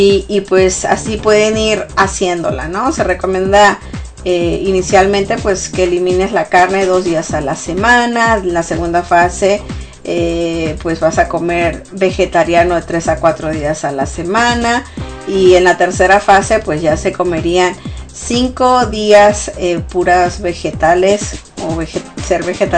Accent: Sonora, Mexico; yo soy del norte de México, el estado de Sonora, entonces consumimos mucha carne, los que son de Sonora sabrán.

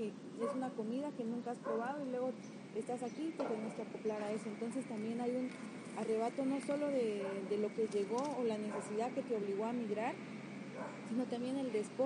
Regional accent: Guatemala; born there; voy a hablar solo de mi territorio porque es allí donde nací, en Guatemala

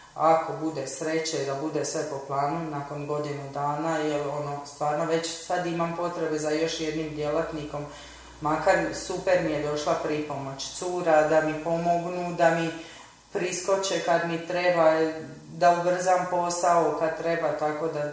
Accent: Split, Split-Dalmatia County, Croatia; Ja sam iz Splita, tako da sam radila u Splitu dugo godina.

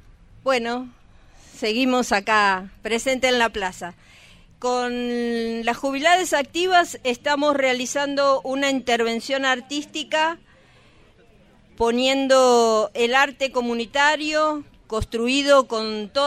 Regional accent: Lago Puelo, Chubut, Argentina; tanto la gente del Bolsón como nosotros que somos del Lago Puelo, las jubiladas estamos acá acompañando

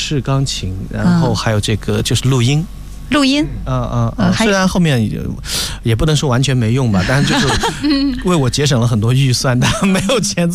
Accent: Chuxiong, Yunnan, China; 我从小就是在那个楚雄，楚雄是一个彝族自治州，我又是刚好在楚雄州那个文化馆，我家小时候在文化馆，

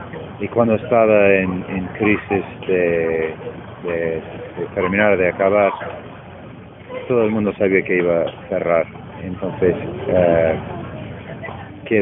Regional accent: Connecticut, United States; Spanish is a second language; now in New York, United States; Yo vivimos en Nueva York, pero soy de Connecticut, que es el estado al norte, y de donde vengo, mi pueblo está muy cerca del estado de Massachusetts. Podemos estar ahí en media hora.

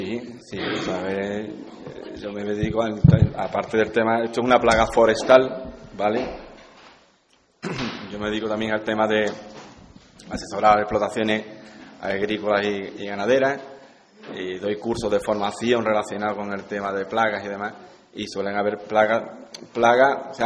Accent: Ubrique, Andalusia, Spain; Aunque mis padres no eran de aquí, de Ubrique, pero yo soy, he nacido y me he criado aquí en Ubrique.

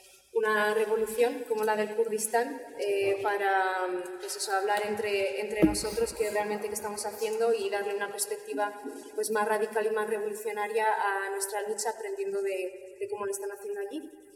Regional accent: Zaragoza, Aragon, Spain; Bueno, pues venimos de Zaragoza

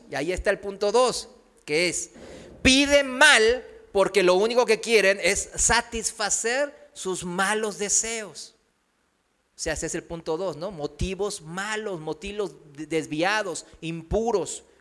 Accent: South Korea; Spanish is a second language; now in Mexico; Aquí en México es fácil, ¿no?, relacionarlo rápido con la iglesia tradicional. Pues en mi país también, en Corea, pues están budas por todos lados.

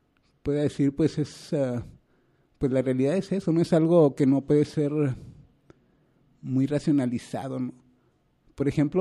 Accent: Mexico; yo soy mexicano y pues mis compatriotas son mexicanos.

